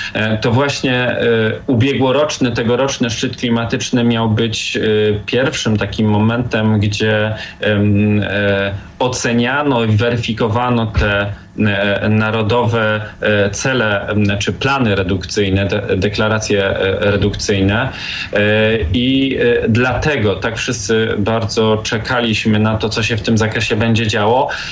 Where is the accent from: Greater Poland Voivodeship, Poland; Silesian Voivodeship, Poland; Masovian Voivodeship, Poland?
Silesian Voivodeship, Poland; Katowice; dlatego że jestem z Katowic